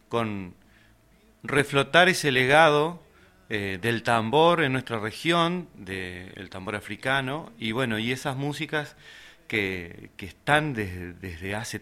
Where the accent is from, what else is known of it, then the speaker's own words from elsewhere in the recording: Gualeguay, Entre Ríos, Argentina; Yo soy entrerriano, de Gualeguay.